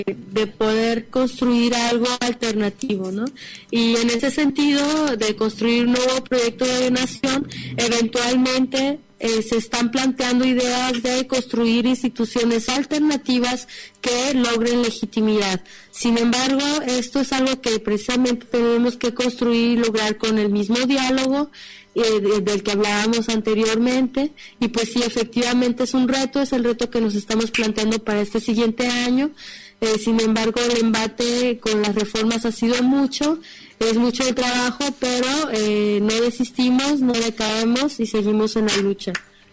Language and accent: Spanish; Mexico; el gran número de movimientos que han surgido en México y como mexicanos internacionalmente